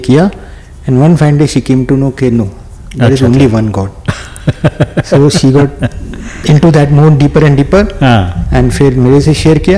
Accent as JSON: {"language": "Hindi", "town": "Mumbai", "region": "Maharashtra", "country": "India", "tie": "born there", "said": "मैं बॉम्बे में, मेरा जन्म बॉम्बे में हुआ है और मेरी उम्र है अभी 62 ईयर्स।"}